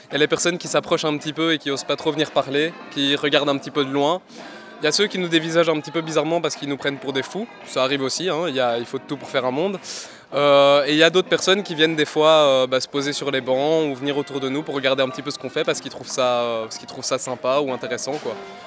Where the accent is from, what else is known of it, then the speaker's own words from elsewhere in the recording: Wavre, Walloon Brabant, Belgium; moi je viens pas de Bruxelles par exemple. Je suis des environs de Wavre